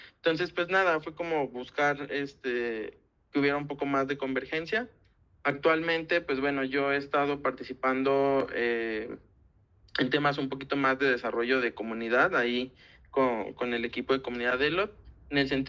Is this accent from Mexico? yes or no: yes; Guadalajara, Jalisco, Mexico; now in Mexico City, Mexico; yo no soy de Ciudad de México, yo soy de Guadalajara, yo me vine a estudiar a la UNAM